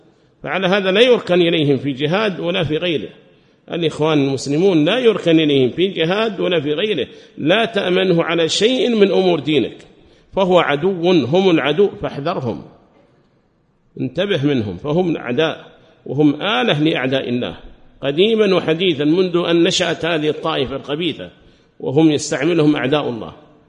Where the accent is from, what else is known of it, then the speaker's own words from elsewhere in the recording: Yemen; هذه مقولة لهم قالوها في بلادنا اليمن